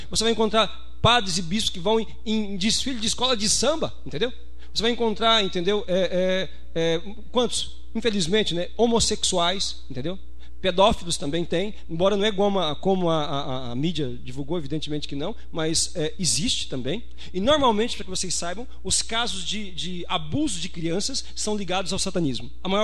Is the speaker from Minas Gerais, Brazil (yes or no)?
no; Anápolis, Goiás, Brazil; Eu sou de Anápolis.